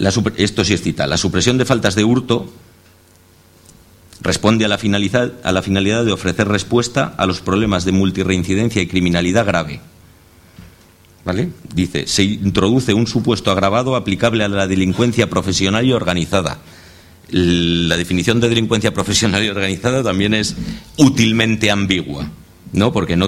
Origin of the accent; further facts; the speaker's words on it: Zaragoza, Aragon, Spain; No sé, yo vengo de Zaragoza, que creo que es en términos relativos la ciudad donde más expedientes hay por movilizaciones en la calle